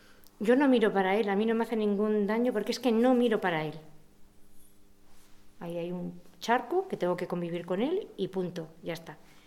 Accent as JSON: {"language": "Spanish", "town": "Riaño", "region": "Castile and León", "country": "Spain", "tie": "born or raised there", "moved": "as an adult", "said": "que ya tenía 6 meses cuando salí de Riaño, y mis raíces ahí quedaban, todo."}